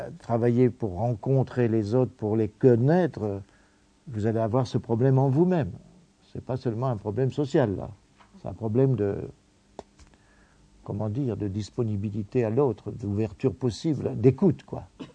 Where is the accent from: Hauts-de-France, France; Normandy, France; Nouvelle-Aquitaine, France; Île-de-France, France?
Hauts-de-France, France; Cambrai; je viens de Cambrai, de mon époque, j'ai mes racines de classe